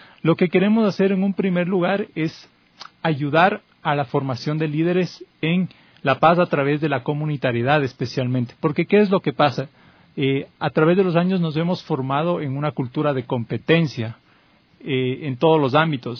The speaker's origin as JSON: {"language": "Spanish", "country": "Ecuador", "said": "las relaciones interculturales que creemos como ecuatorianos podemos darles de ejemplos al mundo"}